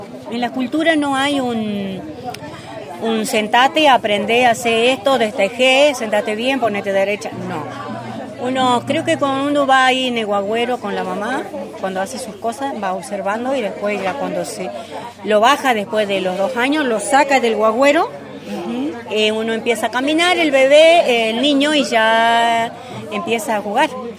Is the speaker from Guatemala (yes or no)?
no; Salta, Argentina; born there; now in Cosquín, Argentina; soy una mujer huichi que vivo acá en Cosquín y que nací en una comunidad huichi, Nojuilile, en la provincia de Salta